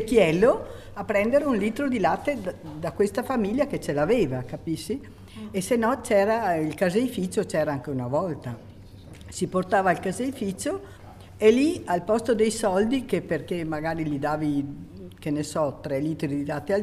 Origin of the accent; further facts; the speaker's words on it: Ceniga, Trentino-Alto Adige, Italy; now in Dro, Italy; sono da Ceniga nativa, però abito qui a Dro.